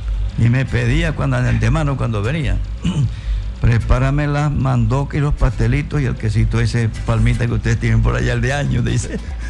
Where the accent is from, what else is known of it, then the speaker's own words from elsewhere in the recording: Nueva Esparta, Venezuela; como involucra a Margarita, mi tierra.